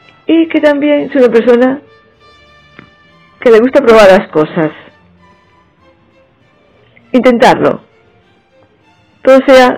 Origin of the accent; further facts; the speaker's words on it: Barcelona, Catalonia, Spain; Soy de Barcelona y en esa ciudad se ha desarrollado toda mi vida. Aunque tengo sangre manchega por parte de padre y gallega por parte de madre. Estudié informática, más concretamente programación